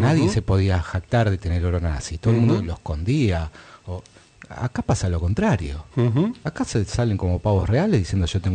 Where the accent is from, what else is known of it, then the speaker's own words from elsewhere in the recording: Argentina; creo que como argentino me es más amplia mi identidad.